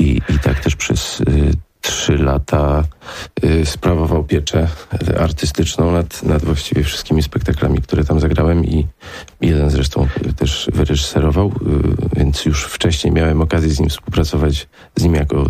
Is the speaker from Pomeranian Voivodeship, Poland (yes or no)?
no; Warsaw, Masovian Voivodeship, Poland; Jestem warszawiakiem, uczyłem się we Wrocławiu, a pierwszą pracę w teatrze odbywałem w Tarnowie